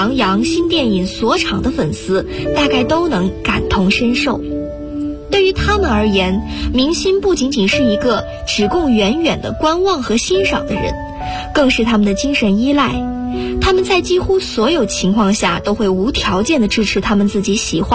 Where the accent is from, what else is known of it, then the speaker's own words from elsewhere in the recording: Guangzhou, Guangdong, China; now in Nanjing, China; 来自广东广州，我在南京大学，距离我的家乡1367公里。